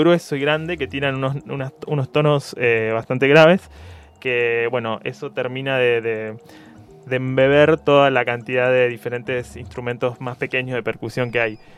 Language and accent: Spanish; Necochea, Buenos Aires Province, Argentina; Yo soy de Necochea, en realidad.